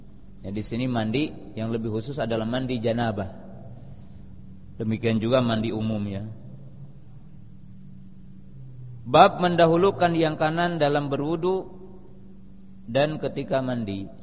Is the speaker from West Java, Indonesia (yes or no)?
yes; West Java, Indonesia; Lakob itu dalam bahasa kita orang Jawa Barat lanihan